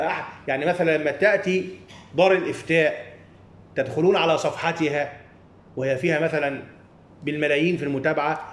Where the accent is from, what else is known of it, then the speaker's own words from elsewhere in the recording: Upper Egypt, Egypt; يعني هيا نذهب ونحن من الصعيد وما إلى ذلك والسفر طويل